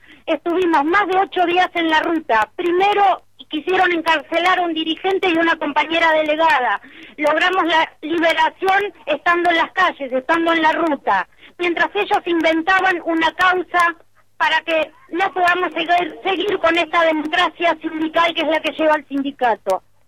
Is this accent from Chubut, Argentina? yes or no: yes; Comodoro Rivadavia, Chubut, Argentina; Soy de Comodoro Rivadavia.